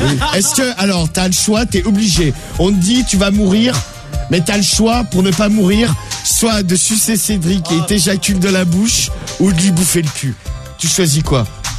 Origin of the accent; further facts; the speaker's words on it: Nouvelle-Aquitaine, France; Je suis de la Creuse. J'ai 25 ans